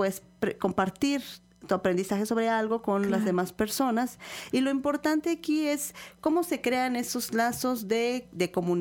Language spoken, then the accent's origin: Spanish; Ixhuatlán del Café, Veracruz, Mexico; yo vengo de Ixhuatlán del Café